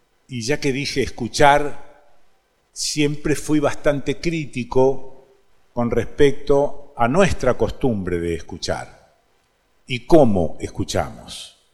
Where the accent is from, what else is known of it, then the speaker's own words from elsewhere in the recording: Rosario, Santa Fe, Argentina; Bueno, sí, nací en Rosario, viví en esa ciudad.